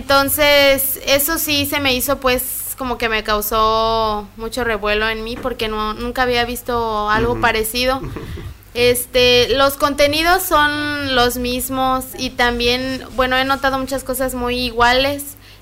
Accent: Guanajuato, Mexico; yo vengo de un lugar chiquito, también así se llama, bueno, soy de Guanajuato, pero vivo en un municipio que se llama Cuerámaro, y es como aquí, como Bellavista chiquito

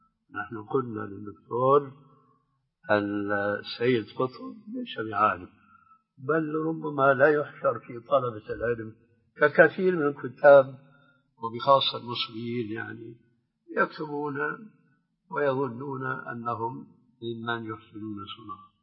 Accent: Syria; كما يقولون عندنا في الشام نص الكلام ما عليه جواب

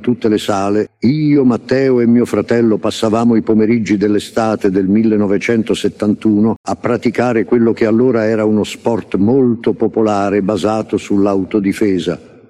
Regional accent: Southern Italy, Italy; accent: southern Italian; pensavamo che il nostro accento meridionale fosse un ostacolo che ci impediva di essere accettati a pieno titolo dai nostri concittadini del nord

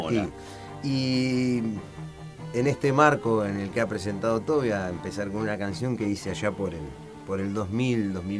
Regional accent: Mar del Plata, Buenos Aires Province, Argentina; born there; Sí, señor, aquí he nacido en el año 79.

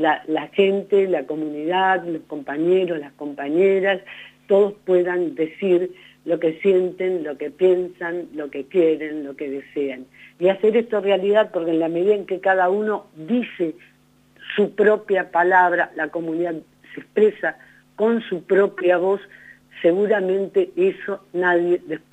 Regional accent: Buenos Aires Province, Argentina; como somos de Buenos Aires, primer cordón del conurbano

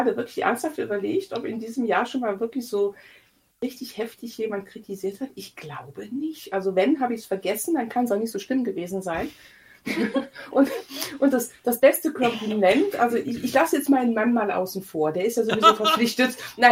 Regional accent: Eifel, Germany; Ich wohne jetzt ungefähr 50 Meter neben dem Haus, wo ich groß geworden bin.

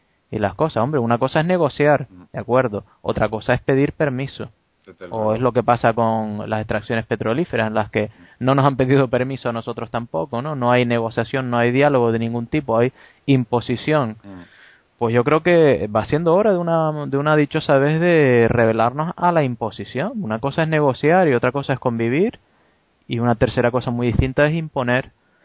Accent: Canary Islands, Spain; now in Belgium; ahora mismo en Bélgica, cuando digo que soy de Canarias, la gente, en conversaciones y demás, la gente asume tranquilamente que Canarias es otra cosa diferenciada de España.

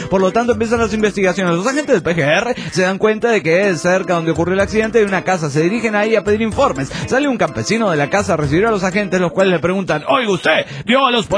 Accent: Ciudad Juárez, Chihuahua, Mexico; de Ciudad Juárez, Chihuahua, México.

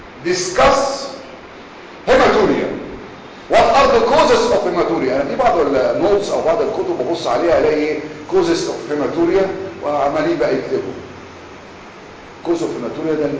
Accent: Egypt; خلي بالكم احنا كمصريين اللغه الانجليزيه مش لغتنا

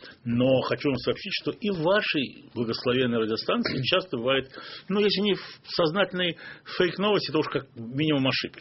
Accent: Baku, Azerbaijan; в моем родном городе Баку, где я тогда жил

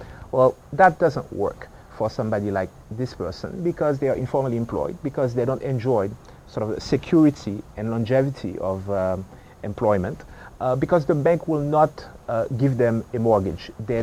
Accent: Haiti; now in United States; I was born and raised in Haiti. I've been in the U.S. for a long time.

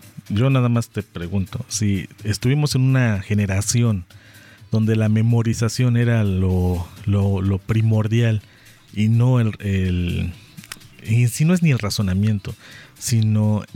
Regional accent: Mexico; para los que somos mexicanos y tú vas viendo cómo se van tomando temas

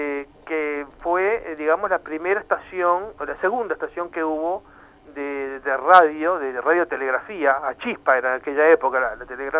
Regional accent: Uruguay; Para mí, como uruguayo nomás, me encantaría que todos los uruguayos tuvieran la máxima posibilidad de acceder a los medios

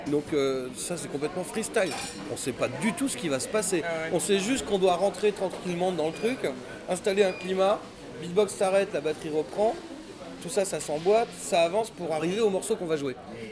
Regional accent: Paris, Île-de-France, France; Moi, je suis français, parisien.

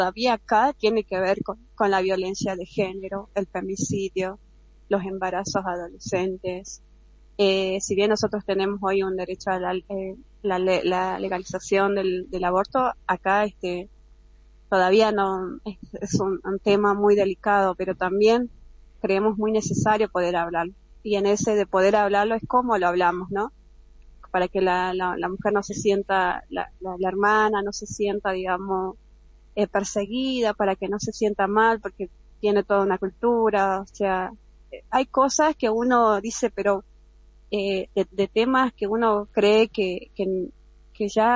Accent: Jujuy, Argentina; porque somos jujeñas y muchas veces nos ha tocado decidir no poder ir a algún encuentro porque la lejanía

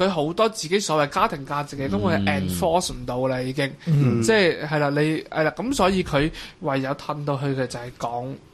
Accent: Macau; 咁即系其实澳门人咧都系睇香港嘅电视长大嘅

